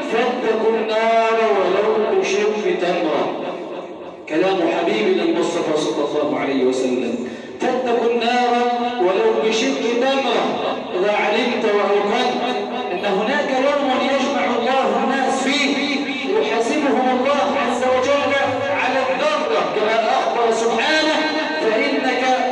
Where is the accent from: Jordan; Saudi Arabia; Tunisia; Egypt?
Egypt; اللهم إنا نسألك أن تجعل بلدنا مصر سخاء رخاء